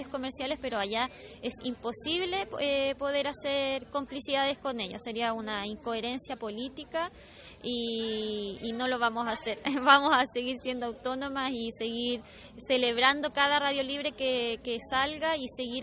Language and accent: Spanish; Chile; soy de Chile